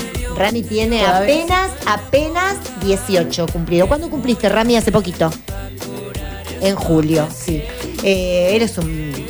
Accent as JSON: {"language": "Spanish", "town": "Trelew", "region": "Chubut", "country": "Argentina", "said": "Nosotros somos del sur, de Trelew."}